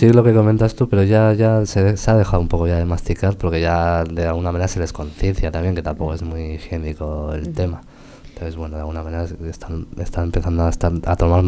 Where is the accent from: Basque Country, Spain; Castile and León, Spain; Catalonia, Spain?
Basque Country, Spain; está constatado en los papeles que somos los primeros vascos en llegar a la catarata